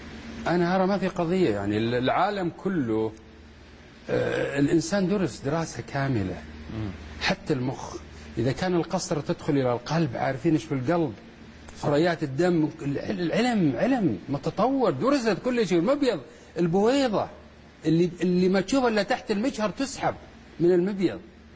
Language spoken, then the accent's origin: Arabic; Saudi Arabia; العلم الحديث عندنا بالسعودية ما له قيمة كثير